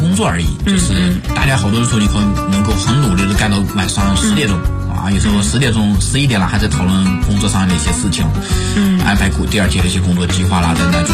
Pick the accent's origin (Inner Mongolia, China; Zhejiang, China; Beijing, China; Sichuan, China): Inner Mongolia, China; 因为我来自农村嘛，我来自内蒙古的一个蛮偏僻的一个农村，所以我家庭各方面都是非常非常普通的这样一个家庭。